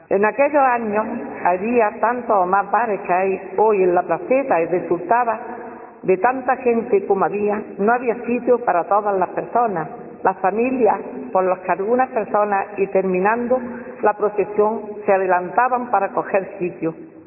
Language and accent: Spanish; Alhama de Granada, Andalusia, Spain; la calle Enciso, de donde yo nací y siempre he vivido